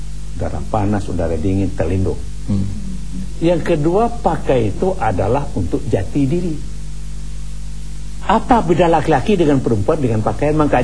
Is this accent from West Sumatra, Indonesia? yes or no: yes; West Sumatra, Indonesia; Saya ini kan orang Minangkabau. Orang Indonesia.